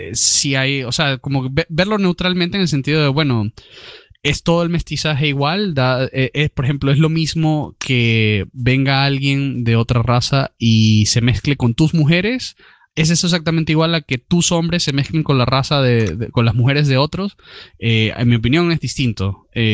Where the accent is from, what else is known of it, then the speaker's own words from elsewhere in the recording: Spain; de tratarlo como como españoles nos toca ver, porque España hizo esto